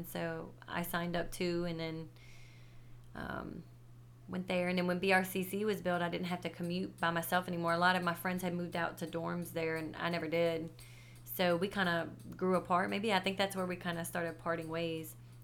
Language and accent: English; Foley, Alabama, United States; also born or lived in St. Louis; Oh, no, I'm from Foley, Alabama.